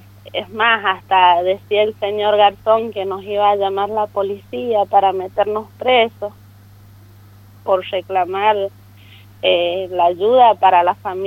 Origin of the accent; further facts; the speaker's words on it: Pedriel, Buenos Aires Province, Argentina; Y nosotros somos de Pedriel, nos inundamos, son 57 familias